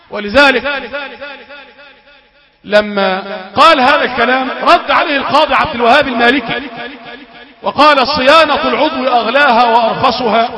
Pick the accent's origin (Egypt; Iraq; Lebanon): Egypt; طيب تلت الليل عندنا في مصر غير تلت الليل في السعوديه